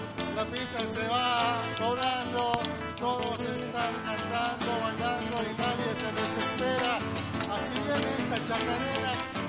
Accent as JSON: {"language": "Spanish", "region": "La Rioja", "country": "Argentina", "said": "Somos los changos de la Rioja que hemos venido a cantar en esta feria trashumante."}